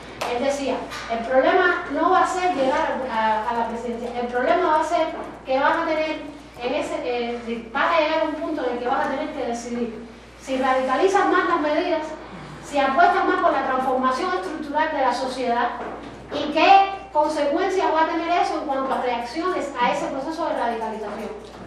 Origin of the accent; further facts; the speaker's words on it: Cuba; vengo de Cuba.